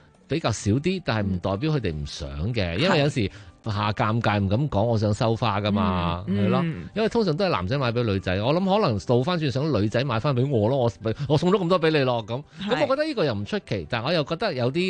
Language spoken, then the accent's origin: Cantonese; China; 我中国人又话鞋鞋声唔好嘛